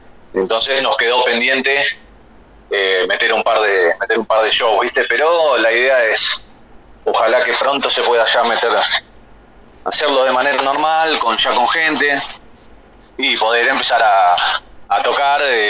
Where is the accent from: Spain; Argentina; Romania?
Argentina; Buenos Aires; nosotros somos de Capital Federal, pero estamos ahí pegaditos a la zona oeste de Provincia de Buenos Aires, ¿viste?